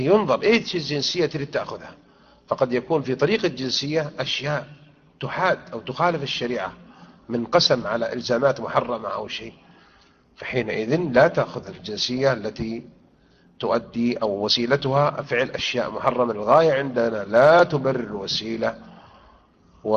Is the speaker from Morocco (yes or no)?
yes; Morocco; دورة المغرب عندنا في المغرب يوم الجمعة يقرؤون القرآن جماعيا